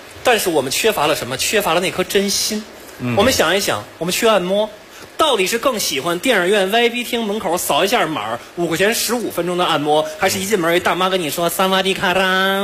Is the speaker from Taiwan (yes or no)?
no; Beijing, China; 我是个北京人